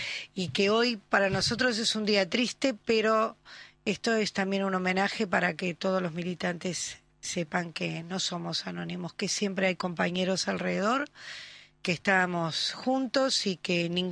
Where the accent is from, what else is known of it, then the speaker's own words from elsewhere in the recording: Uruguay; era para nosotros los uruguayos, era para nuestra colectividad